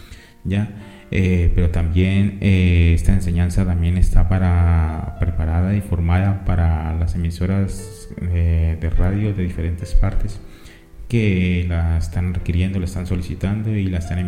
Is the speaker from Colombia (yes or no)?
yes; Colombia; soy por mi voz, para que vean, soy colombiano, Soy colombiano